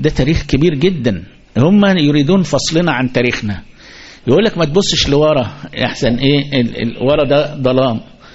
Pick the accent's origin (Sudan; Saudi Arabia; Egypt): Egypt; احنا كمصريين بيننا وبينها في